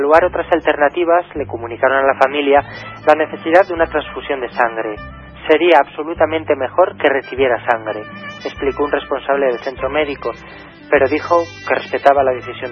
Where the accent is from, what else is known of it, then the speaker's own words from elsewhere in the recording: Zamora, Castile and León, Spain; los testigos de Jehová de la ciudad de Zamora, de mi ciudad natal